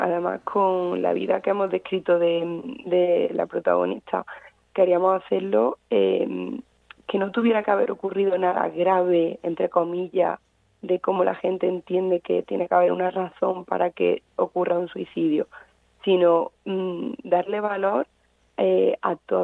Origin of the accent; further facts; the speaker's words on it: Córdoba, Andalusia, Spain; yo soy de Córdoba, el libro empieza un poco allí, hablando también de a lo mejor de mi experiencia, de mis recuerdos.